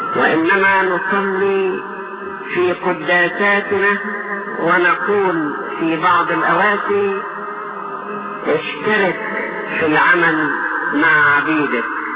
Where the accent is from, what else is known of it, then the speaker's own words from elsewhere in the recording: Egypt; يكفي ان بلادنا مصر اعطاها الله من القدرات العجيبة